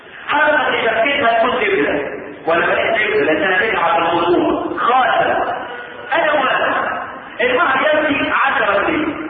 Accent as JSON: {"language": "Arabic", "country": "Egypt", "said": "احنا كمصريين عندنا مثلا يوافق الشرع لكنه معقم."}